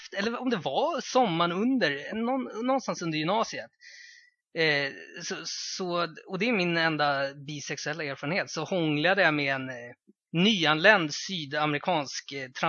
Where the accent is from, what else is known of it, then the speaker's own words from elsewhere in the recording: Botkyrka, Stockholm County, Sweden; För jag var från Botkyrka också.